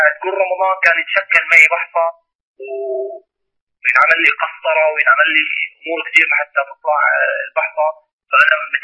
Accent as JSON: {"language": "Arabic", "country": "Palestine", "also_born_or_lived": "Syria", "said": "أنا فلسطيني جنسية وما عندي من شتات سوريا، وما عندي أي جنسية أو أي جواز"}